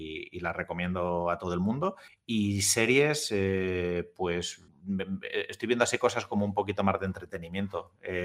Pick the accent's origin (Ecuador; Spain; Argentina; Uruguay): Spain; Albacete, Castilla-La Mancha; soy de Albacete, tampoco he tenido mucha elección durante toda mi infancia y adolescencia